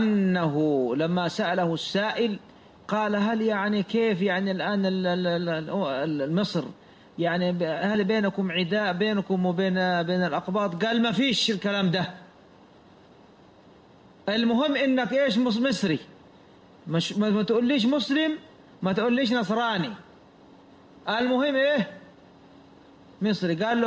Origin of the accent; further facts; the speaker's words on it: Saudi Arabia; والتبليغ عندنا في السعودية